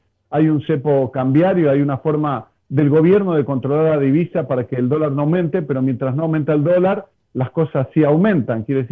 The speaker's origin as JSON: {"language": "Spanish", "country": "Argentina", "lives_now": "Spain", "said": "yo soy de Argentina y hay una realidad latinoamericana"}